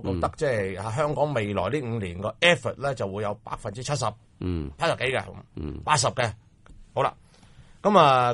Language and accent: Cantonese; China; 作为中国人咧，我就有一个好大嘅反感